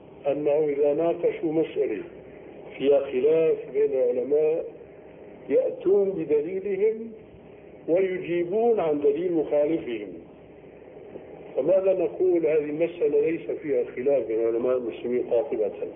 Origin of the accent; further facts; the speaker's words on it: Syria; يسموه عندنا في الشام جنفيس،